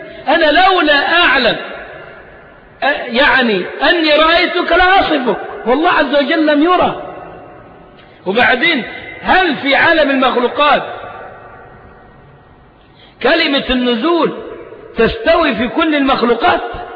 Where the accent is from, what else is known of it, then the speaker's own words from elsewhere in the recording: Egypt; وإحنا أبناء مصر مش ضيوف عليها ولا حاجة